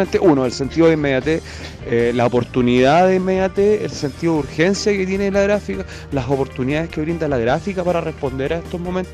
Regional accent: Concepción, Biobío, Chile; moved away; Sucede que yo me fui de Chile, me fui de Conce, volví después de 6 años, me reencontré con mis antiguos barrios

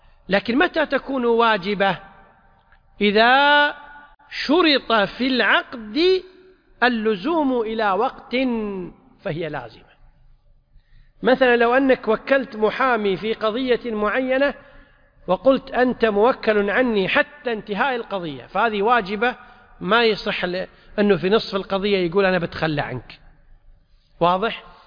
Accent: Kuwait; طبعا عندنا في الكويت المحاكم لا تعتبر إلا باللفظ

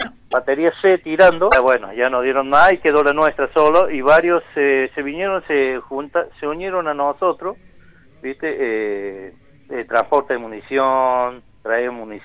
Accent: Unquillo, Córdoba, Argentina; yo me crié acá en Unquillo, en la casa del niño del padre Aguilera.

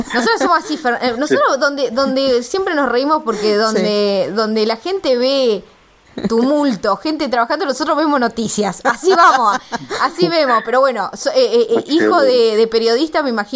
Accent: Córdoba, Argentina; yo que vengo de otras provincias, bueno, vos también, Gabriela, ¿no? Que venimos de Córdoba

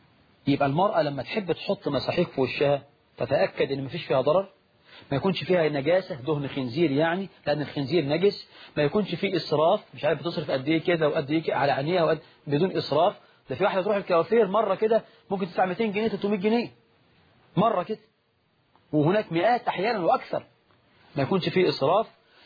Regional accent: Egypt; طبعا النهاردة نقول الشباب عندنا في مصر

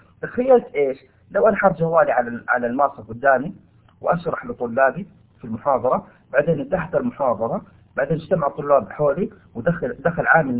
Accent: Saudi Arabia; هنا عندنا في المملكة العربية السعودية لو سرق نقطع يده

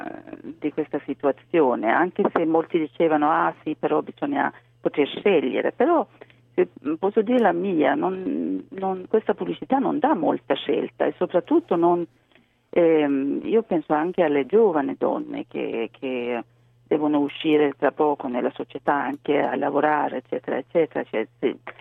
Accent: Sweden; now in Italy; Svezia, o anzi si parla tantissimo di uguaglianza tra i sessi, è veramente una cosa molto molto forte nel mio paese.

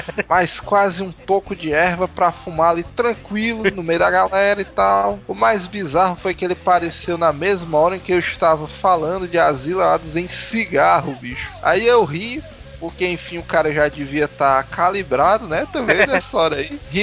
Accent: Ceará, Brazil; como bom cearense

